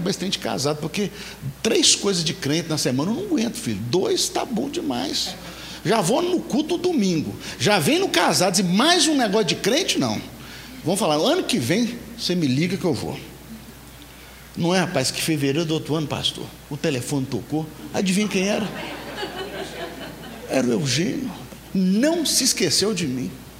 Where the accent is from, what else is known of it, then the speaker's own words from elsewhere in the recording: Nanuque, Minas Gerais, Brazil; now in Belo Horizonte, Brazil; fica ali no Nordeste Mineiro, né? E viemos lá da Grande Nanuque e viemos para Belo Horizonte em 2001